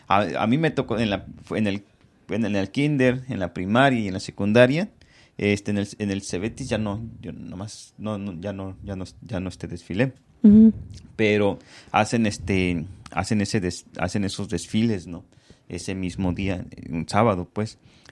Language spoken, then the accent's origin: Spanish; Zacatepec, Morelos, Mexico; allá donde soy yo, en mi colonia, en mi pueblo, en mi México, uh-huh. Yo soy Zacatepec, Morelos, ¿verdad?